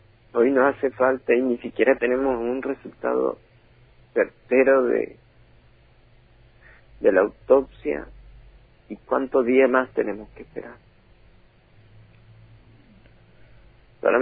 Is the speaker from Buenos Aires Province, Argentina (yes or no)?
no; Valcheta, Río Negro, Argentina; Y yo nací, me crié acá en Balcheta, viví acá en Balcheta.